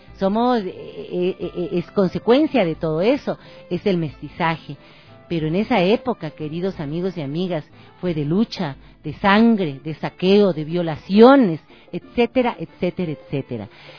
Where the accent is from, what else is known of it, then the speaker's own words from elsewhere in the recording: Quito, Pichincha, Ecuador; Pero sí comparto que se debe respetar la decisión del pueblo quiteño, que optamos por decir no a las corridas de toro en la ciudad de Quito